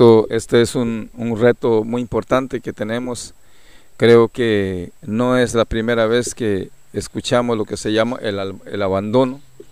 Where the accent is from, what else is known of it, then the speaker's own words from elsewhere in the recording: Costa Rica; Que nosotros también somos costarricenses y no nos valoran los esfuerzos que hacemos nosotros también para salir a votar por ellos.